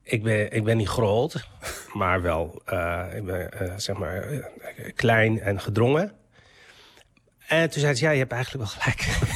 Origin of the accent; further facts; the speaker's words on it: Morocco; want hij komt uit dezelfde streek, uit Marokko, als waar ik vandaan kom. We spreken allebei Berbers.